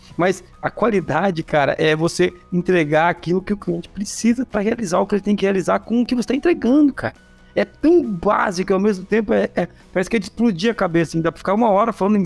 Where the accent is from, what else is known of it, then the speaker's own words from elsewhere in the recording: Foz do Iguaçu, Paraná, Brazil; Até o oeste, lá onde eu vim de Foz do Iguaçu. Então eu sou Foz do Iguaçuíno, né? Como dizer, eu vim de Foz do Iguaçu.